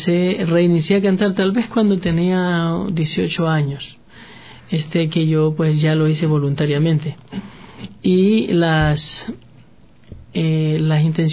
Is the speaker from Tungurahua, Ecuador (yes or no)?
no; Manabí, Ecuador; No, yo soy originario de Manabí, entonces la gente allá tiene pues otras actividades.